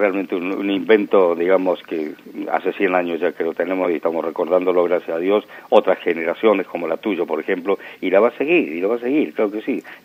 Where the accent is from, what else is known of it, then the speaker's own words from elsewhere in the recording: Argentina; y yo soy argentino